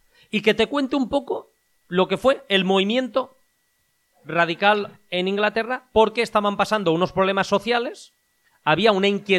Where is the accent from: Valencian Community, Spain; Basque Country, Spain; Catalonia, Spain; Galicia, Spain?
Valencian Community, Spain; Yo soy de la Comunidad Valenciana, por tanto, aquí se está dando mucho escritores, poetas, tal, de la zona de Valencia